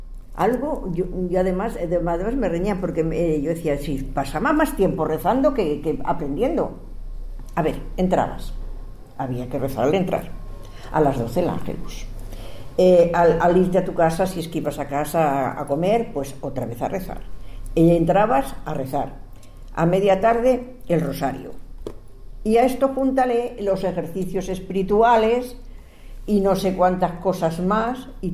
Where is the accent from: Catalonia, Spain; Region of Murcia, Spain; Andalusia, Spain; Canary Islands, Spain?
Catalonia, Spain; Barcelona; Yo nací en Barcelona, yo soy catalana, de hecho.